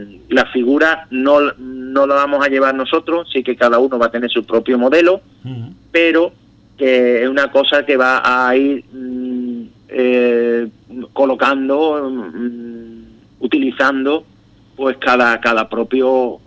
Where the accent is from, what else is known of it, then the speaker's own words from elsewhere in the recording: El Puerto de Santa María, Andalusia, Spain; porque yo soy del puerto de Santa María, pues y vivo aquí